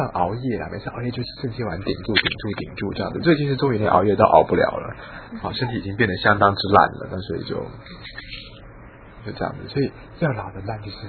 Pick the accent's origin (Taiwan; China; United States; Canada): China; 我们中国人说心为君主之官